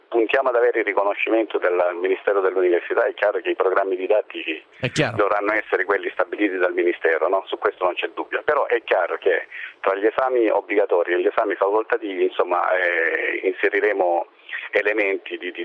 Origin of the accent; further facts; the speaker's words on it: Lecce, Apulia, Italy; Prima di tutto perché sono di Lecce